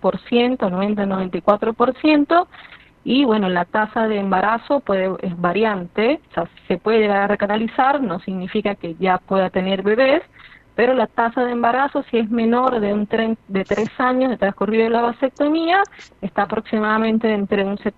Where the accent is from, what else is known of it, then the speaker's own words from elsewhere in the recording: Venezuela; moved away; yo soy venezolana, yo soy migrante venezolana, tengo 7 años aquí.